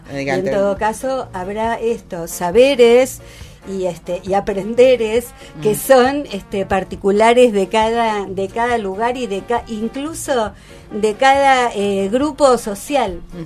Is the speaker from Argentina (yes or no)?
yes; Entre Ríos, Argentina; los entrerrianos nos comemos las heces